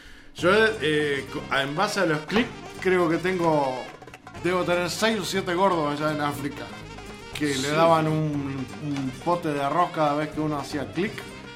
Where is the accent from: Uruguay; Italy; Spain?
Uruguay; Creo que nosotros como uruguayos tendríamos que hacer